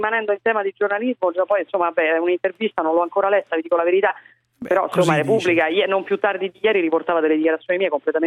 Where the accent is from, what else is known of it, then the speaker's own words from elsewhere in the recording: Rome, Lazio, Italy; sono romana, mi candido sindaco a Roma